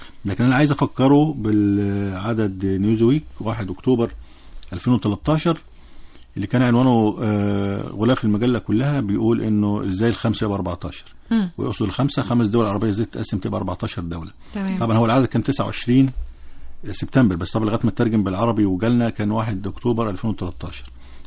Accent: Egypt; احنا عندنا في مصر الرقم تجاوز 40 مليون صفحة

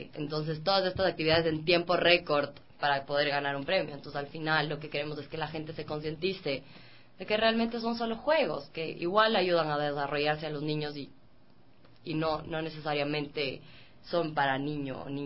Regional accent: Cuenca, Azuay, Ecuador; soy de Cuenca, toda mi familia es cuencana.

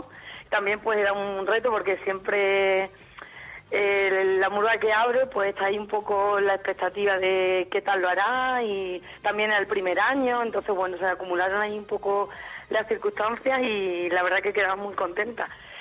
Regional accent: Extremadura, Spain; todos somos extremeños, ¿no?

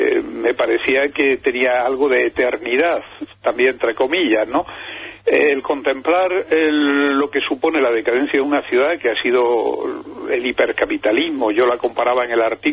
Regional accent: Andalusia, Spain; en el Mediterráneo, y yo soy andaluz en particular

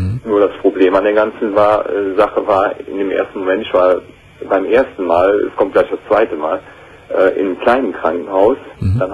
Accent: Aachen, North Rhine-Westphalia, Germany; also ich komme aus der Region von Aachen, ich

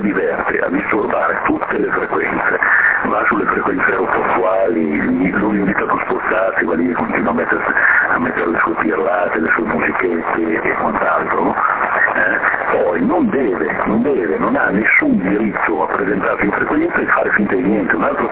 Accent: Veneto, Italy; sia io che il Fiore siamo terroni del nord, siamo veneti.

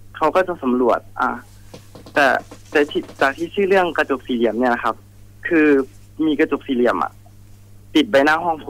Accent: Nakhon Ratchasima, Thailand; จริงๆผมเป็นคนโคราชก็จะนับถือหลวงพ่อคูณครับ

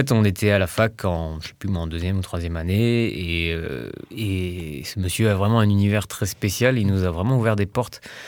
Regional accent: Brittany, France; Même si je suis breton, j'y connais rien.

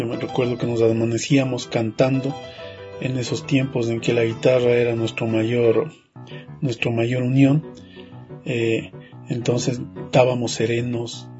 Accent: Quito, Pichincha, Ecuador; born there; yo nací en Quito y por causas y motivos de trabajo que mi papá era profesor de música en su tierra, en el Ángel Carchi, vinimos a vivir acá.

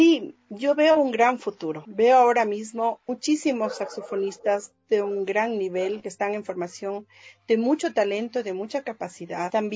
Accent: Ecuador; nos vamos a dar a conocer como saxofonistas ecuatorianos

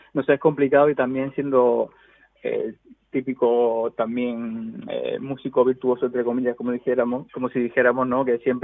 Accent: Córdoba, Andalusia, Spain; born there; now in Madrid, Spain; Sí, yo soy cordobés de nacimiento, pero llevo en Madrid viviendo bastante tiempo.

